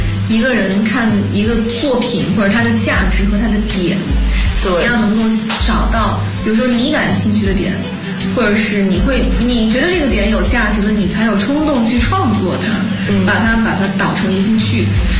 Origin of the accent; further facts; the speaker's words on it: China; 因为作为中国人嘛